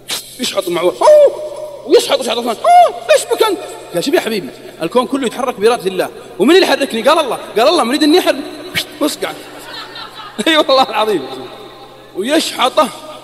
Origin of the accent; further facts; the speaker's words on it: Saudi Arabia; حتى عندنا في السعودية